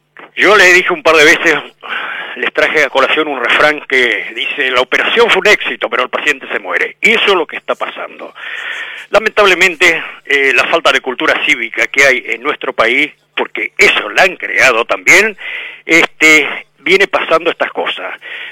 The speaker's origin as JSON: {"language": "Spanish", "region": "Buenos Aires", "country": "Argentina", "said": "Pero yo soy de Capital."}